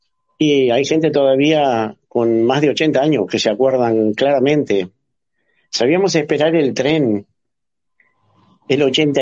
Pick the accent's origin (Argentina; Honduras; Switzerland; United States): Argentina; Caburé, Santiago del Estero; a ustedes de nuestro querido Caburé que yo amo. Nunca me quise retirar de ahí, nunca quise abandonar mi pueblo